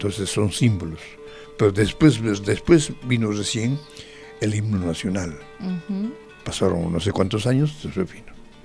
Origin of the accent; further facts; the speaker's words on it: Peru; Mirá que yo soy peruano, ¿eh?